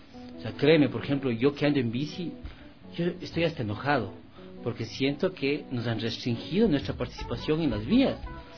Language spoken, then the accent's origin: Spanish; Quito, Pichincha, Ecuador; Yo he nacido aquí nomás en la maternidad y he vivido la mayoría del tiempo de mi vida en el sur. Soy sureño.